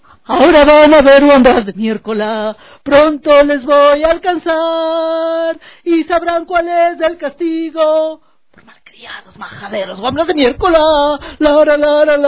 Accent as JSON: {"language": "Spanish", "town": "Rome", "region": "Lazio", "country": "Italy", "tie": "born or raised there", "moved": "as an adult", "lives_now": "Ecuador", "said": "volvimos a Roma, porque es el centro, la sede de la FAO, y yo me quedé viviendo en Roma hasta los 18 años, que vine a buscar mis raíces acá al Ecuador, a estudiar lingüística."}